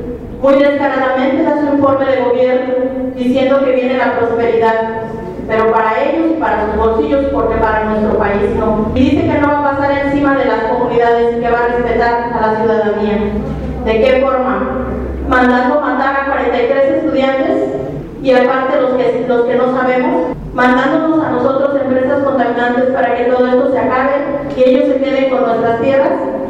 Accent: Mexico; Ojalá y de veras respondamos como mexicanos.

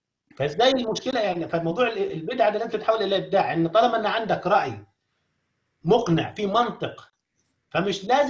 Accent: Egypt; أي مكان داخل مصر كدولة احنا كلنا مصريين نتكلم فيها

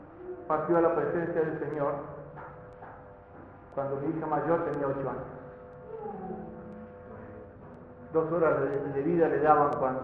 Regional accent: Paraguay; estando en mi país, en Paraguay

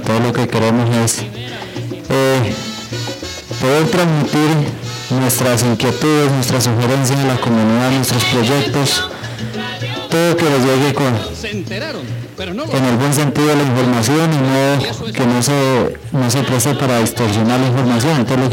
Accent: Colombia; Nosotros creemos también que somos colombianos y que tenemos derechos

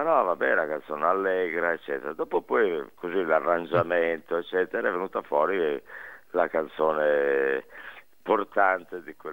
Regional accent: Reggio Emilia, Emilia-Romagna, Italy; born there; now in Milan, Italy; io sono ormai 50 anni che sono a Milano, però ci tengo a dire che sono emiliano, perché sono

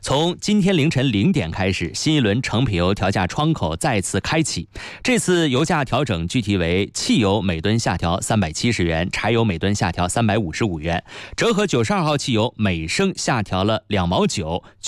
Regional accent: Northeast China, China; now in Beijing, China; 因为我是东北人啊，从东北来的孩子，就是那东北那种冷的感觉，真的。

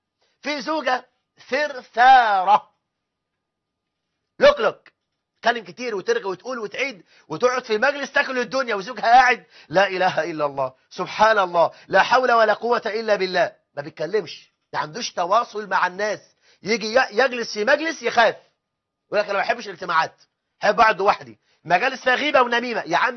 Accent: Egypt; ما احنا عندنا في مصر 9 مليون امرأة مطلقة

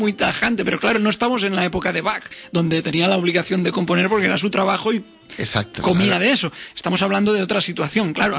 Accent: Catalonia, Spain; Soy catalán

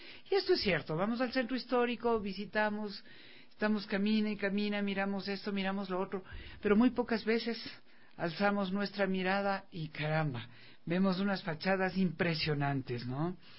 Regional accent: Quito, Pichincha, Ecuador; como quiteños, como ecuatorianos, como buenos chagras, quienes viven acá en nuestra ciudad

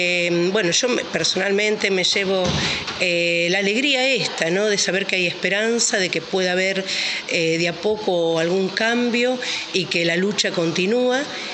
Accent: Rosario, Santa Fe, Argentina; de Rosario, de la Radio Aire Libre, FM 91.3.

